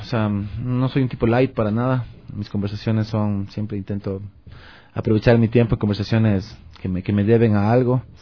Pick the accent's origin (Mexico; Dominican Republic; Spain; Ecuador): Ecuador; No per se, pero claro, soy de Ecuador y la música me llamaba la atención.